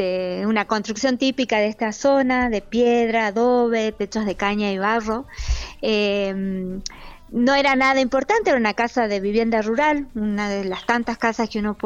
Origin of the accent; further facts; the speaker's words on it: Salta, Argentina; also born or lived in Cafayate; Nacida en la ciudad de Salta y cuando yo nací vivíamos acá en La Palla. Después hemos vivido en Cafayate un tiempo, en Salta, viniendo acá en las vacaciones. Así que circulando siempre entre Salta y el Valle.